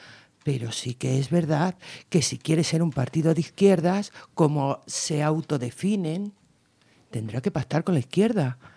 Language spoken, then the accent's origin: Spanish; Guadalajara, Castilla-La Mancha, Spain; Y sobre todo en la zona de Castilla-La Mancha, yo vengo de Guadalajara